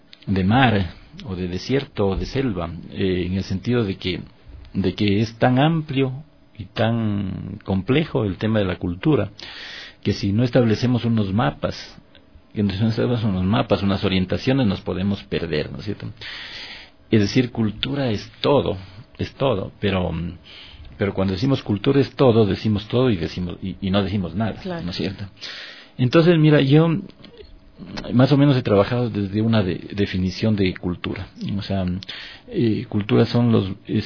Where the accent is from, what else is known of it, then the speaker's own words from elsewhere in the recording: Ecuador; un retrato de nosotros mismos, de lo que somos y de lo que hemos sido como ecuatorianos